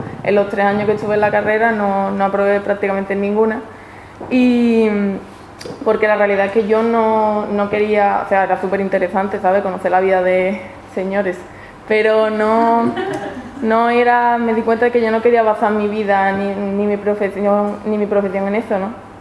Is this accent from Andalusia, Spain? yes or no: yes; Seville, Andalusia, Spain; La cuestión es que cuando yo volví a Sevilla, me tomé un año sabático